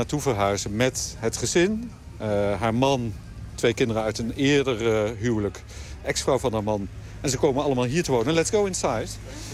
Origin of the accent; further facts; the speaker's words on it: Ukraine; Dutch is a second language; now in Netherlands; natuurlijk, Oekraïne is mijn moederland. En het zou kunnen dat ik terugga.